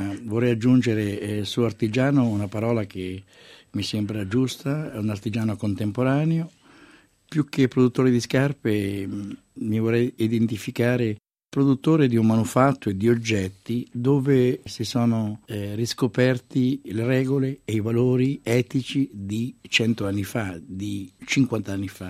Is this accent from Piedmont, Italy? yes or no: no; Sant'Elpidio a Mare, Marche, Italy; born there; io sono nato a Sant'Elpidio a Mare, una bellissima cittadina, una città nobile del centro Italia. Lei mi dice marchigiano, mi identifico molto nell'arte della nostra regione